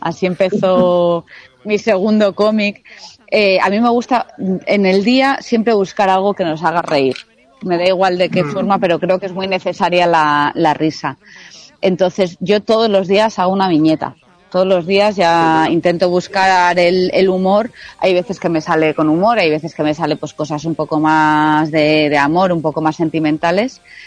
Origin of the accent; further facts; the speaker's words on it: Basque Country, Spain; Pero yo soy vasca, entonces cada vez que puedo yo me escapo a Euskadi a ver a mi familia y así.